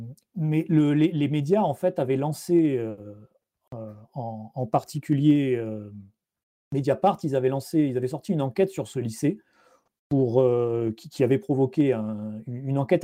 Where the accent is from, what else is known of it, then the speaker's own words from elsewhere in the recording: France; En tant que Français, tu pouvais dire